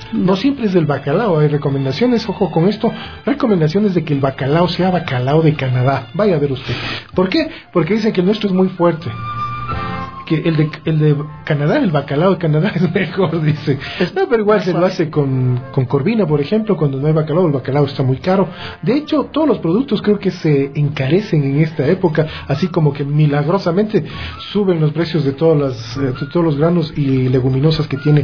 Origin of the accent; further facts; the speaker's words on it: Quito, Pichincha, Ecuador; fuertes como somos los quiteños querendones